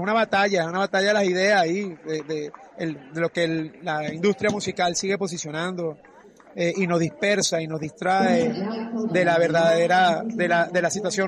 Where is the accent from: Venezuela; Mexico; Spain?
Venezuela; now in Uruguay; Eso nos ha hermanado también como venezolanos a decir, verga, por más diferencia que tengamos con el gobierno o entre nosotros